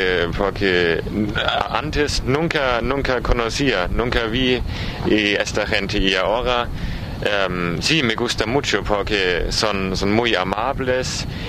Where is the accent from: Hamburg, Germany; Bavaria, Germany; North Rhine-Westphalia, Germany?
Bavaria, Germany; Spanish is a second language; now in Argentina; Yo soy de Alemania, es un país en Europa, y yo soy de una provincia en el sur que se llama Bavaria.